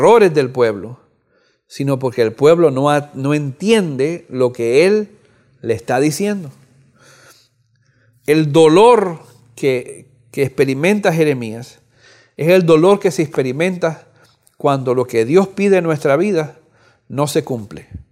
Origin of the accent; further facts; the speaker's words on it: Cuba; moved away; Este año pasado yo fui a Cuba. Yo soy oriundo de Cuba, nací en Cuba. No había ido a Cuba por mucho tiempo. Después, hace 2 años, regresé después de 40 años.